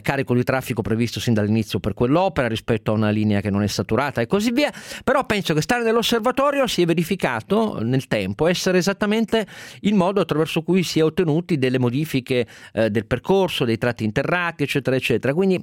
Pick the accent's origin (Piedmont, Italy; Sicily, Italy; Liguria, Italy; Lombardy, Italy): Piedmont, Italy; Turin; Sono torinese